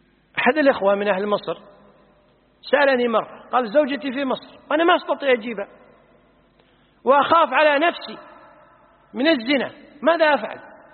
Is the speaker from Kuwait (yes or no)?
yes; Kuwait